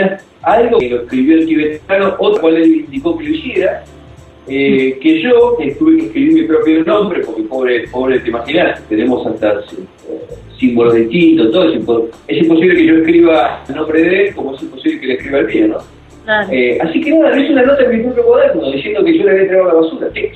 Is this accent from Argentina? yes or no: yes; Argentina; somos argentinos, digamos, si nos ocurren esas cosas, ¿no?